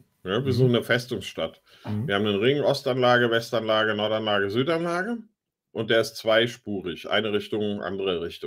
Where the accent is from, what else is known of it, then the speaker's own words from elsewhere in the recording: Giessen, Hesse, Germany; Ja, in meiner Heimat ist ja jetzt der Verkehrsversuch krachend gescheitert.